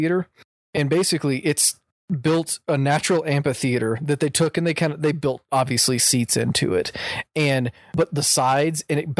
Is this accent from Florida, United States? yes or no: no; Houston, Texas, United States; So for me, you know, growing up in Houston, it's hot.